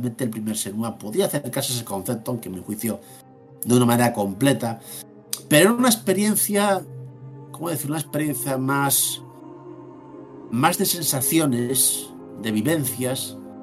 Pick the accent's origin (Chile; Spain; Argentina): Spain; Galicia; pero teníamos que decirlo porque somos gallegos